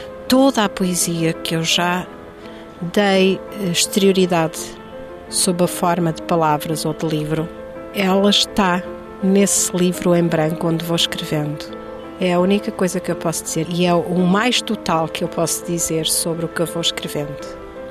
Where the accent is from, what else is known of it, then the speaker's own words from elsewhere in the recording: Santa Clara-a-Nova, Alentejo, Portugal; born there; Eu nasci na Santa Clara à Nova.